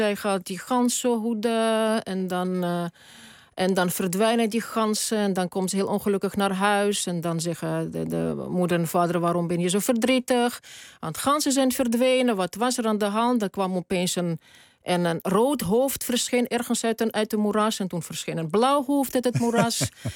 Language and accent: Dutch; Tallinn, Harju County, Estonia; born there; first language Estonian and Tatar; Dutch is a second language; ik ben geboren in Tallinn.